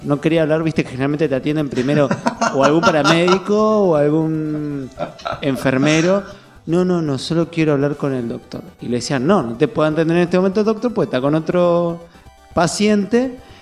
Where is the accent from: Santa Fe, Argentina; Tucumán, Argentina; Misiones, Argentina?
Tucumán, Argentina; yo soy tucumano, boludo